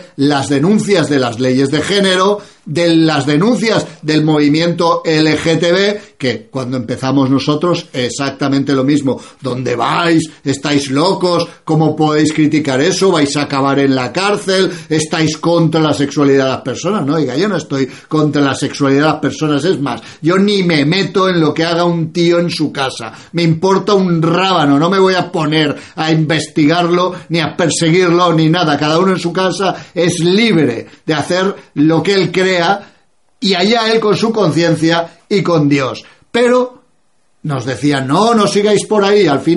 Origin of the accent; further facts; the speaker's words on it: Spain; Yo soy nacionalista, español y europeísta.